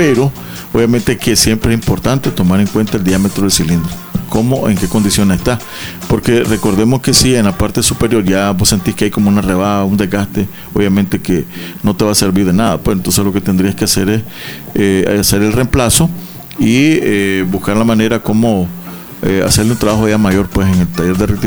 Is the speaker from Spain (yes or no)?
no; Nicaragua; somos, porque todos somos, los nicaragüenses bien así